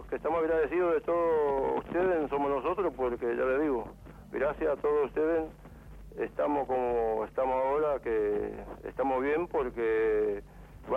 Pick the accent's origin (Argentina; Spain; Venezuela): Argentina; Corrientes; now in Buenos Aires, Argentina; Yo soy de la provincia de Corrientes.